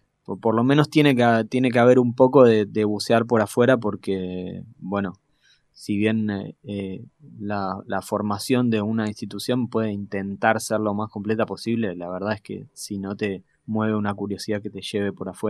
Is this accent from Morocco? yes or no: no; Buenos Aires, Argentina; Yo soy de acá, de Parque Patricios, y iba a la escuela Bernasconi, que tenía a la noche un conservatorio para chicos.